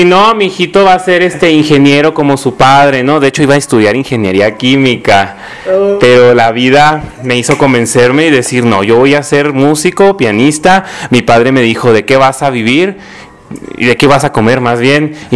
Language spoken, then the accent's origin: Spanish; Chihuahua, Mexico; No, soy de Chihuahua.